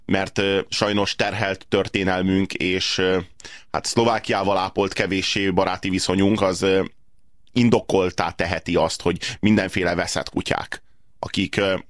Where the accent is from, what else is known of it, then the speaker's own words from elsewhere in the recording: Hungary; Tehát állítólag mi magyarok vagyunk a szélsőségesek.